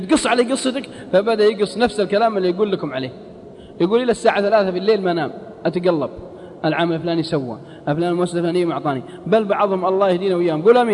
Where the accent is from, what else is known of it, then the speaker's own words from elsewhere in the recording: Al-Qassim, Saudi Arabia; accent: Qassimi; على لهجتنا القصيم